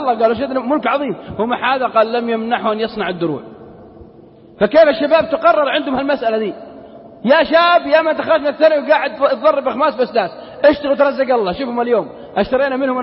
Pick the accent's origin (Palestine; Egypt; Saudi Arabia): Saudi Arabia; Unaizah, Al-Qassim; وفي بلدنا القصيم عنيزة